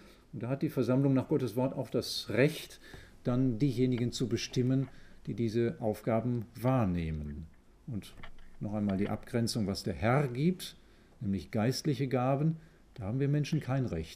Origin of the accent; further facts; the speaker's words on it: Vollmarstein, North Rhine-Westphalia, Germany; Und ich komme aus Vollmerstein